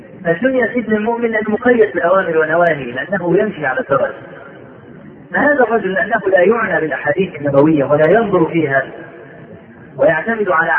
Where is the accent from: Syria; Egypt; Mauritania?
Egypt; عندنا في مصر